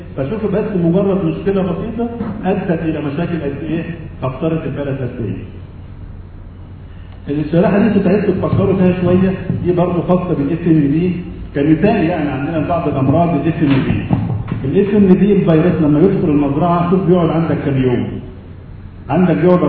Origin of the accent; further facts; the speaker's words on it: Egypt; احنا شعب مصري ممكن يعمل اي حاجه موجوده